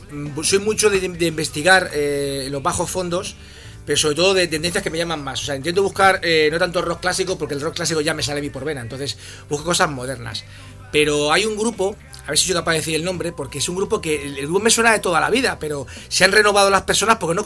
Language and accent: Spanish; Leganés, Community of Madrid, Spain; Yo he visto en las fiestas de mi pueblo, aquí Leganés, llenar la plaza del pueblo